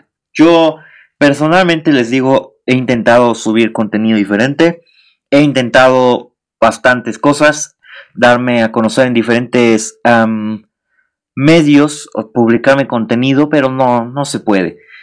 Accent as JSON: {"language": "Spanish", "country": "Mexico", "said": "Soy mexicano. Todos los mexicanos somos morbosos, somos chismosos."}